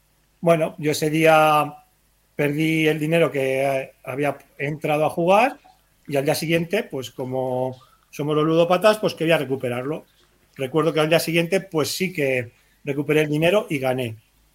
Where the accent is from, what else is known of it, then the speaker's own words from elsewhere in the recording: Utrillas, Aragon, Spain; yo cuando salgo me recomiendan que no vuelva a mi pueblo, que es Utrillas